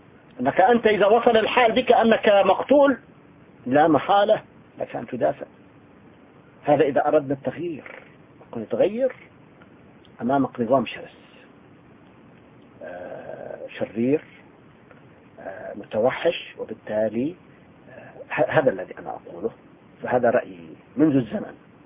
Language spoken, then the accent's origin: Arabic; Tartus, Tartus Governorate, Syria; يعني أنا من طرطوس، تعرفون ما معنى طرطوس؟